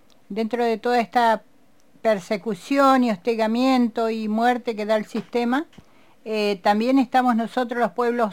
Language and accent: Spanish; Bariloche, Río Negro, Argentina; vengo de Bariloche y mi fuerza es el Nahuel Huapi.